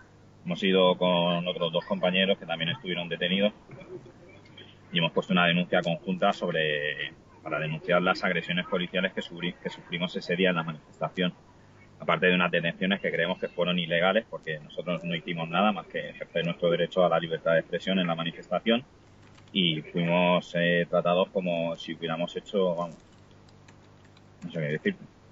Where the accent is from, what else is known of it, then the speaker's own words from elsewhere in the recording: Barcelona, Catalonia, Spain; Oye, que yo soy de Barcelona.